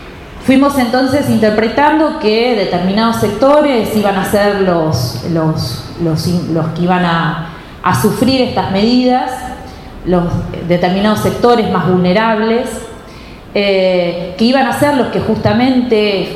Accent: La Plata, Buenos Aires Province, Argentina; somos de La Plata.

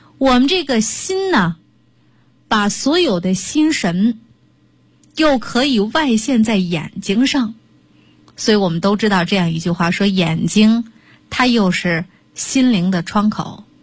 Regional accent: Shandong, China; 我们山东人管这样就叫魔怔

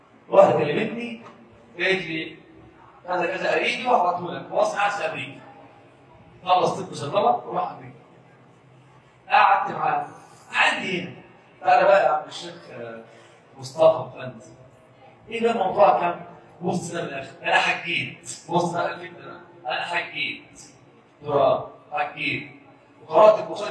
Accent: Egypt; ان اصبح عندنا في مصر بس طلع 60,000 مولد

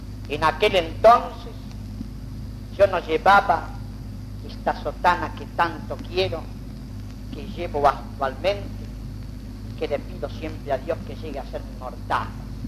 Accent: Argentina; como argentino bien nacido y como sacerdote

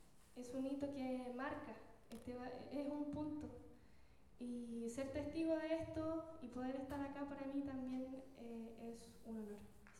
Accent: Chile; soy payadora, guitarronera chilena

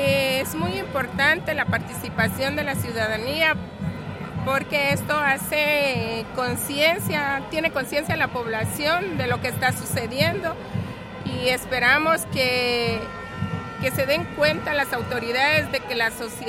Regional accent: Guatemala; somos parte también de Guatemala porque no somos fuera de, sino que somos parte del sistema también

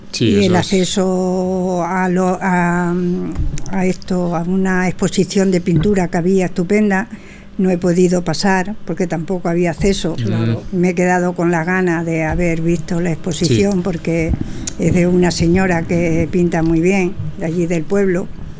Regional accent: Arroyo de la Luz, Extremadura, Spain; mi pueblo es un pueblo de Castre, muy bonito, está a 14 kilómetros y se llama Arroyo de la Luz.

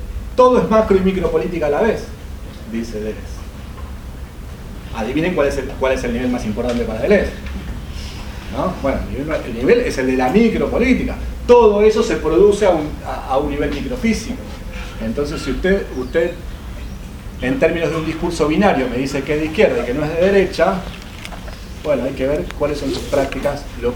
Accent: Brazil; Spanish is a second language; O sea, somos brasileños de locos

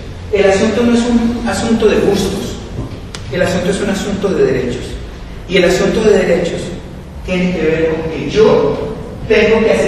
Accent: Colombia; en el país mío, en Colombia, digo, en mi país

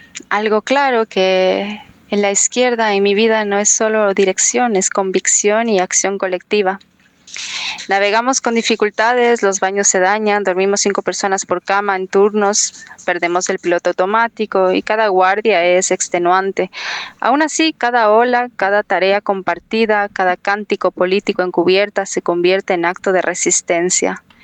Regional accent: Ecuador; soy ecuatoriana.

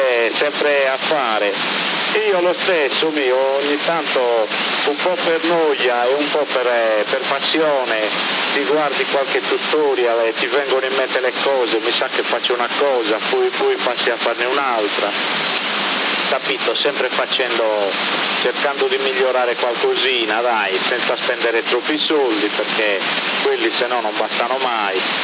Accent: Sardinia, Italy; io da sardo un po' di cuore per il Cagliari ce l'ho

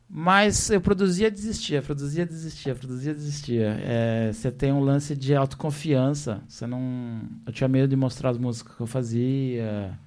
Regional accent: São Paulo, Brazil; Eu sou de São Paulo, né?

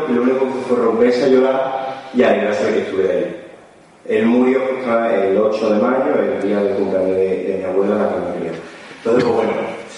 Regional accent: Barcelona, Catalonia, Spain; born there; first language Catalan; Spanish is a second language; Yo nací siendo catalán hablante.

